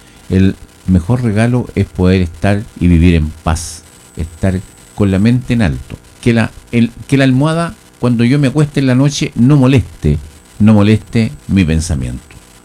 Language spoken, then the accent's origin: Spanish; Chile; como trabajadores, como chilenos.